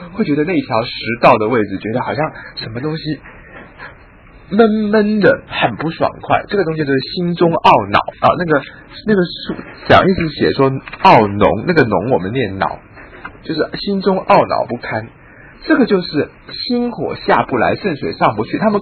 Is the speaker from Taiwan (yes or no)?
no; China; 我们中国人的春夏长夏秋冬这个顺序，对不对？